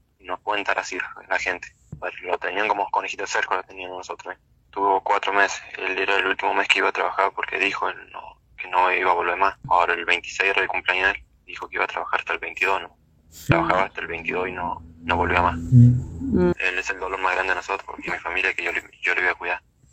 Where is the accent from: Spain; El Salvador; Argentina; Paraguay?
Argentina; La Dormida, Mendoza; nosotros somos de Mendoza, Santa Rosa, La Dormida.